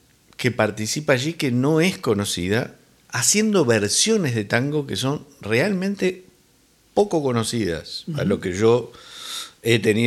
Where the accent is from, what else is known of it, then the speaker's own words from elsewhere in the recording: Uruguay; porque somos rioplatenses. Dos, porque además de ser rioplatenses, somos uruguayos